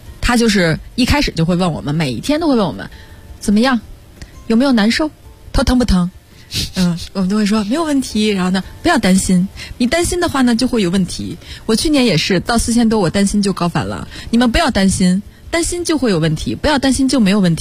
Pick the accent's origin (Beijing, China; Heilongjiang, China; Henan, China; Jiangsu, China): Beijing, China; 我也是北京人